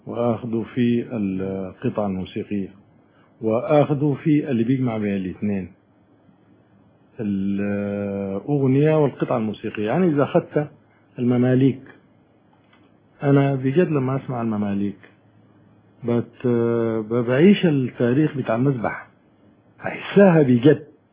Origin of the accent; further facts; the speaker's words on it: Sudan; احنا عندنا في السودان نفس الصورة